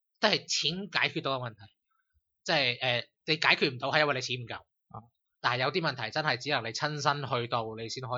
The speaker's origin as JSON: {"language": "Cantonese", "country": "Hong Kong", "said": "同佢讲我系香港嚟嘅"}